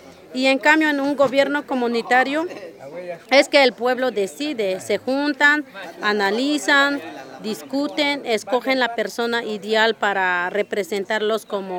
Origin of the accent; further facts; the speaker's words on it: Coquiltel, Chiapas, Mexico; en este momento estamos en mi región, que es la región Chich. Mi comunidad se llama Coquiltel.